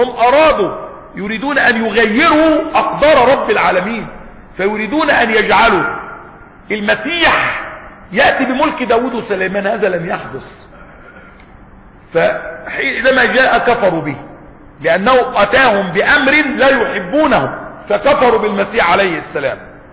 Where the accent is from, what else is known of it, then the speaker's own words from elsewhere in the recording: Egypt; وحتى عندنا في مصر وبلادنا يقول لك ولاد اصول